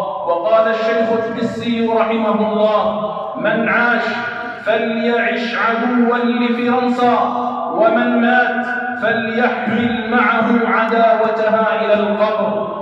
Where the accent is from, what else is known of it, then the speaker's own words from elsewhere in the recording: Algeria; لأجل أن تكون كلمة الله هي العليا في بلادنا الجزائر